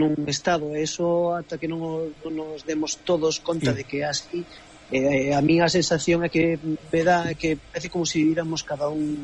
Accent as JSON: {"language": "Galician", "region": "Galicia", "country": "Spain", "said": "Non somos galegos, eu considerome galego ante todo, non?"}